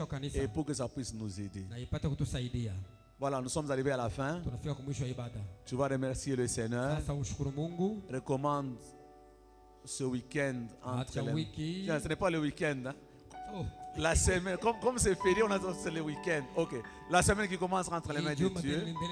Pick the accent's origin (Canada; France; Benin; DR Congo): DR Congo; Kolwezi, Lualaba; Évidemment, je suis né à Kolwezi. J'ai grandi à